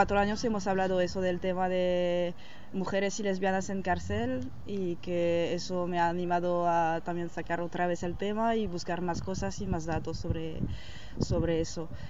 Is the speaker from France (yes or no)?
yes; France; para mí, que vengo de Francia